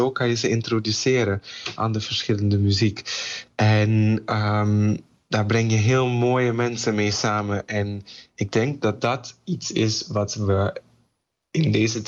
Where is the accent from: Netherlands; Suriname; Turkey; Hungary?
Suriname; Ik ben Surinamer ook en ook heel trots op de Surinaamse muziek.